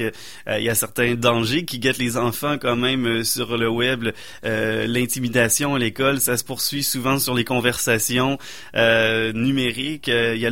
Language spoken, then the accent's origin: French; Quebec, Canada; ça ressemble beaucoup à la réalité qui est vécue chez nous au Québec aussi.